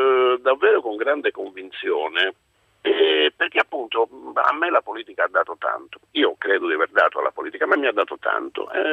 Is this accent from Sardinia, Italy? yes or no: yes; Cagliari, Sardinia, Italy; born there; Io sono a casa mia in Sardegna, io ho la fortuna di avere la nascita a Cagliari